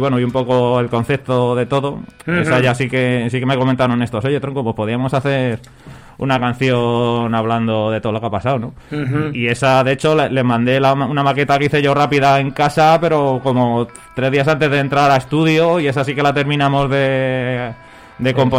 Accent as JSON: {"language": "Spanish", "town": "Puerto San Vicente", "region": "Castilla-La Mancha", "country": "Spain", "tie": "born or raised there", "said": "en mi pueblo, en Puerto San Vicente, Toledo"}